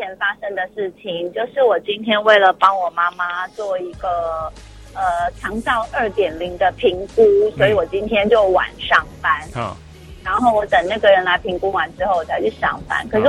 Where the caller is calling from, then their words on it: Taipei, Taiwan; 我是台北的